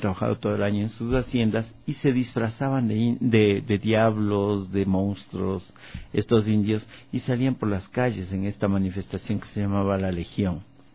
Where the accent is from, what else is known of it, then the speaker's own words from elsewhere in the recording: Píllaro, Tungurahua, Ecuador; born there; en el sector rural donde yo nací, en Píllaro, en Ambato